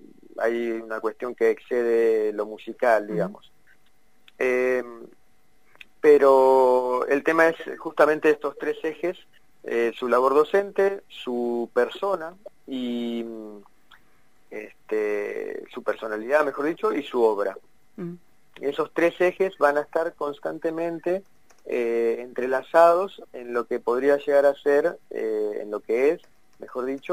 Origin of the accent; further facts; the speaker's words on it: Mar del Plata, Buenos Aires Province, Argentina; now in Buenos Aires, Argentina; a mi regreso a Mar del Plata, que es la ciudad de donde yo soy